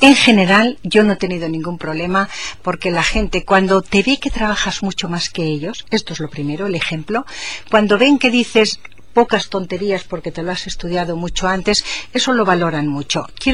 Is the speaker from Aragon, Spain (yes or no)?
yes; Aragon, Spain; y naturalmente me siento profundamente aragonesa